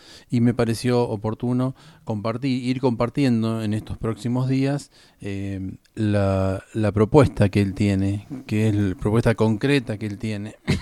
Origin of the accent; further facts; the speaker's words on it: Argentina; muy consecuente con lo que como nosotros como argentinos queremos y buscamos.